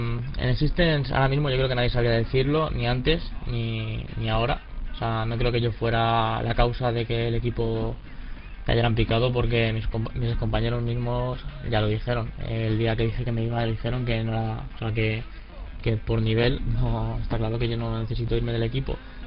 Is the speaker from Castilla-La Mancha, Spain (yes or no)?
no; Cornellà de Llobregat, Catalonia, Spain; tengo 23 años, soy de Cornellà Llobregat, de Barcelona.